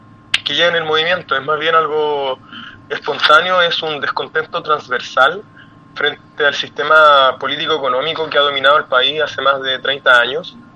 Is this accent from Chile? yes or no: yes; Chile; lo que queremos es una nueva constitución que nos rija de ahora en adelante como chilenos cómo queremos vivir